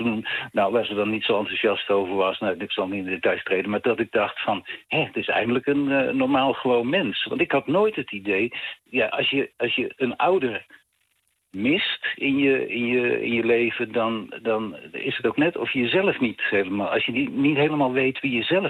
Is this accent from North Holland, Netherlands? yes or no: no; Honselersdijk, South Holland, Netherlands; ik kom oorspronkelijk uit het Westlandse dorp Honselersdijk.